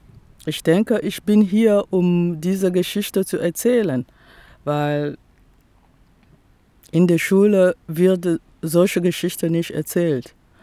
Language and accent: German; Republic of the Congo; now in Essen, Germany; Ich komme aus dem Kongo-Brazzaville. Und ich war Studentin in der DDR, also ich habe auch DDR kennengelernt.